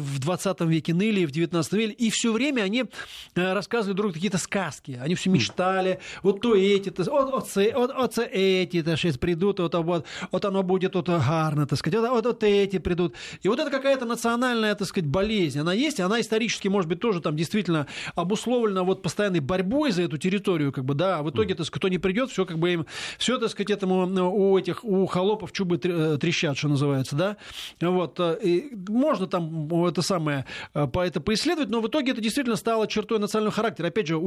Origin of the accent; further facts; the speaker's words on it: Moscow, Russia; так, как стопроцентный москаль, как бы, да, вот, это самое. Мало того, что русский, еще и москвич, как бы, коренной